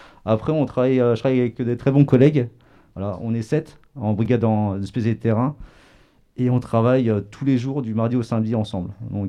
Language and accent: French; Paris, Île-de-France, France; now in Angoulême, France; je viens de Paris et là je suis arrivé à Angoulême il y a un an.